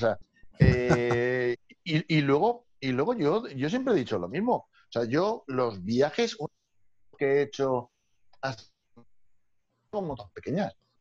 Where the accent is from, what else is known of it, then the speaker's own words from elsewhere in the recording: Valencia, Valencian Community, Spain; yo, venimos de Valencia y tal, con nuestras 125 y otra vez para 200.